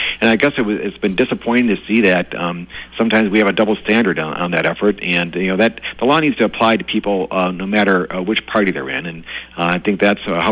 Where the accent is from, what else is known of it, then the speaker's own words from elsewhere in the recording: Waukesha, Wisconsin, United States; I was born and raised in Waukesha with a Democratic mom and a Republican dad, and I grew up in an area where it was definitely 50-50, probably leaning Republican.